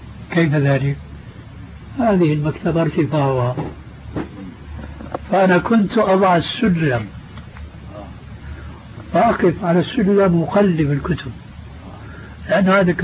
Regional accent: Syria; وبلطو سيرة أيضا يقولون عندنا في الشام

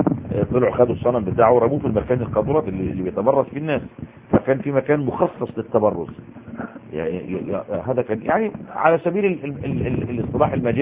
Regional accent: Egypt; مدفون عندنا في مصر مهندس

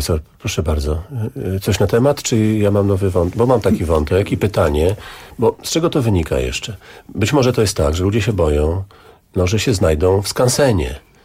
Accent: Augustów, Podlaskie Voivodeship, Poland; W moim rodzinnym mieście, Augustowie, jest taki pomnik

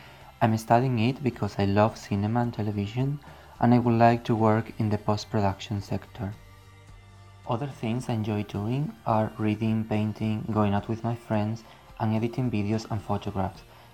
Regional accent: Estepona, Andalusia, Spain; now in Madrid, Spain; I'm 19 years old and I'm from Estepona, Malaga. However, I'm living now in Madrid during the academic year since I study film, television and media studies in the Carlos III University.

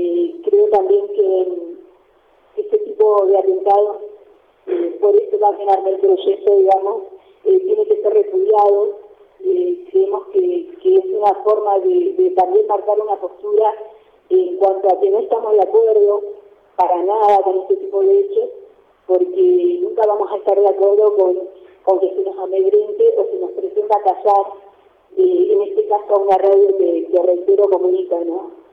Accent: El Bolsón, Río Negro, Argentina; nos criamos en Bolsón

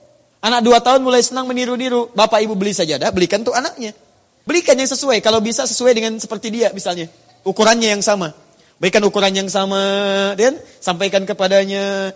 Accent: Surabaya, East Java, Indonesia; born there; now in Jakarta, Indonesia; dari Tanah Kusir. Ya, lahir di Surabaya, tinggal di Tanah Kusir.

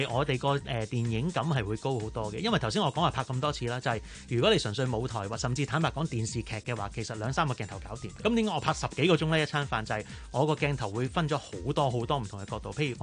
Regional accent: China; 但系我哋中国人食饭咧，夜晚你点都要出嚟嘅

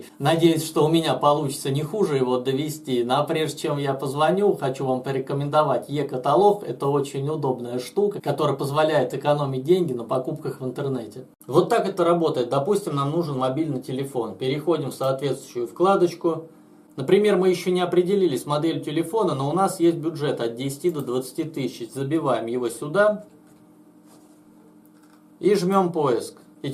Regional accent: Voronezh, Voronezh Oblast, Russia; С Воронежа, я же вам сказал.

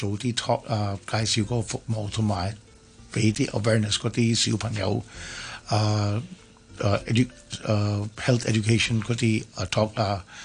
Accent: Hong Kong; 我哋都會長香港長大，我哋都覺得喂香港係我屋企，唔係印度。

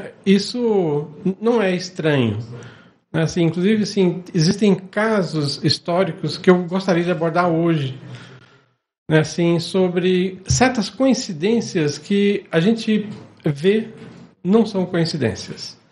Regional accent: Anápolis, Goiás, Brazil; Sou de Anápolis.

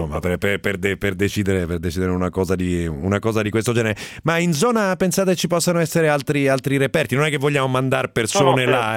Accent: Umbria, Italy; ma io sono umbro

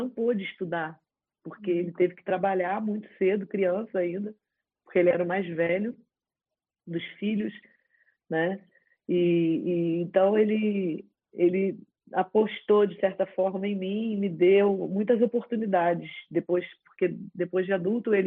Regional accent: Rio de Janeiro, Brazil; Eu vivo no Brasil, sou brasileira, né? Sou carioca, nascida no Rio de Janeiro

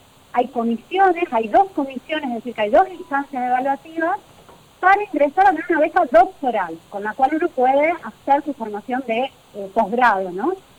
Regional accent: Gálvez, Santa Fe, Argentina; now in Catamarca, Argentina; por eso vivo acá en Catamarca, yo soy de Galvez.

